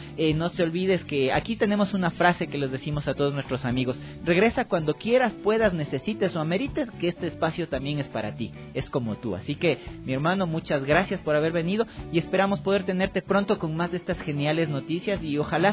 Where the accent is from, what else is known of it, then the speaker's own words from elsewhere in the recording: Ecuador; Esa es la música increíble que se hace en el Ecuador, que se hace en mi país, y lo que se está haciendo en el Tejar, vale la pena replicarlo en otros sectores, ¿ah?